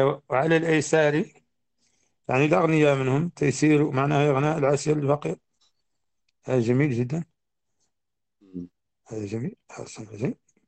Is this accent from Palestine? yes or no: no; Mauritania; الرواية عندنا في موريتانيا خالتي